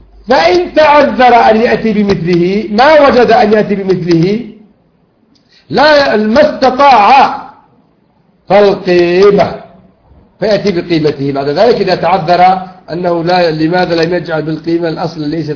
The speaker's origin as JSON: {"language": "Arabic", "country": "Yemen", "said": "لكن إذا أتلف علي مثلا جنبية مثلا عندنا في اليمن"}